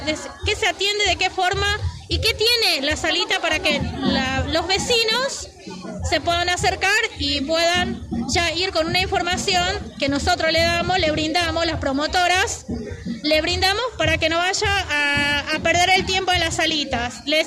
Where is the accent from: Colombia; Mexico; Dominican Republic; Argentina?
Argentina; Buenos Aires; Yo soy de la Villa 2124